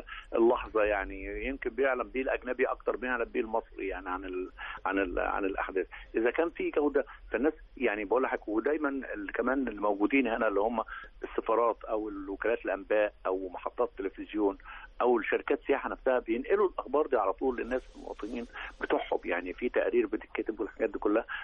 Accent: South Sinai, Egypt; احنا عندنا سياحه دينيه عندنا في سيناء

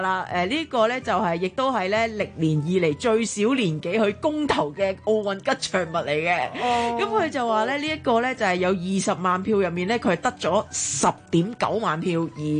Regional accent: Hong Kong; 我哋香港人就比较叻啦

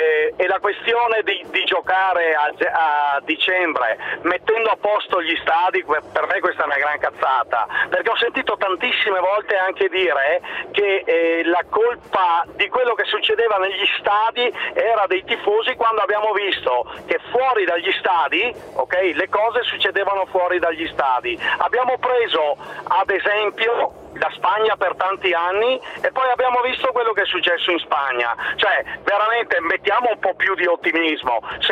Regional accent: Verona, Veneto, Italy; io sono di Verona anch'io

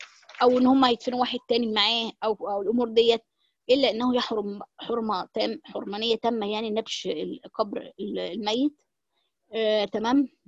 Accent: Egypt; وده طبعا عندنا في مصر بيبقى كتير، او معرفش في الدولة العربية الكلام ده

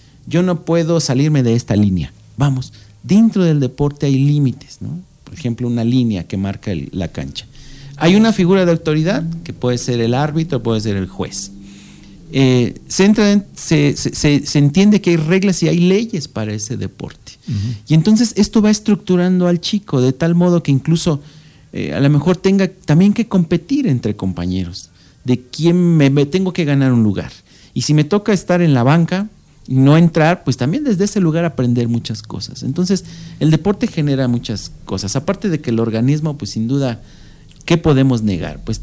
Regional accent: Valle de Chalco, State of Mexico, Mexico; Valle de Chalco, de donde yo vengo, hay una disciplina que se llama el karate.

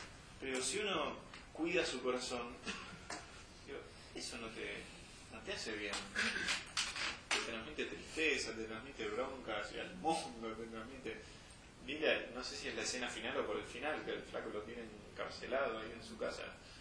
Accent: Buenos Aires, Argentina; now in Serrezuela, Argentina; Yo, por ejemplo, yo crecí en Buenos Aires. Evidentemente, ahora vivo en Serrazuela.

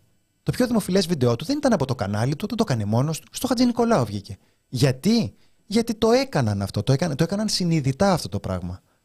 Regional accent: Kokkinia, Attica, Greece; Εγώ, ένα φτωχό λαϊκό παιδί, είμαι από την Κοκκινιά

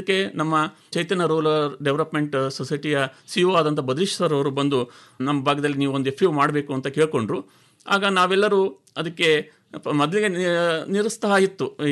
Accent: Udutadi, Karnataka, India; ನಮ್ಮ ಊರು ಒಂದು ಶಿವಶರಣರ ನಾಡು. ಶಿಕಾರ್ಪುರ ಅಂದರೆ ಶಿವಶರಣರ ನಾಡು ಅಂತಲೇ ಪ್ರಖ್ಯಾತಿಯನ್ನು ಹೊಂದಿರತಕ್ಕಂತಹ ನಾಡು.

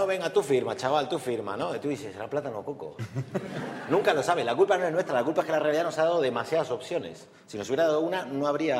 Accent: Argentina; como buen argentino te podría decir las dos

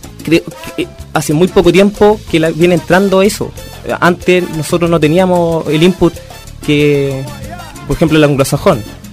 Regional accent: Chile; inherentes a nuestro código genético, casi como chileno

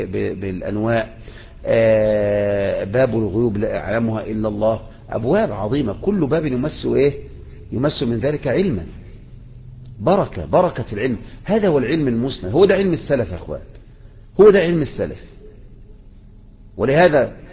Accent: Egypt; وبكرة جيت الكياك عندنا في مصر

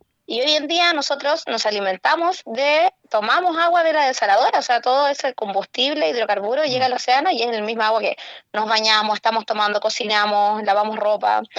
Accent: Antofagasta, Chile; yo soy antofagastina, nacida, criada y malcriada, y desde muy chica mis veranos fueron en Tocopilla y fueron en Juan López.

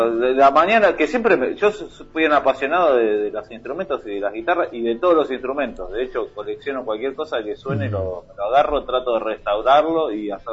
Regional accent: Tigre, Buenos Aires Province, Argentina; nos criamos medio en el Tigre, en el Delta acá de, claro, de Buenos Aires.

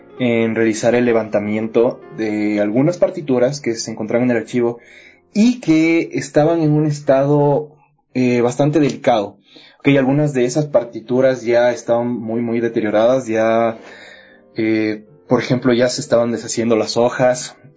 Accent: Ecuador; yo, como ecuatoriano, bueno, sabía que yo tenía un patrimonio cultural

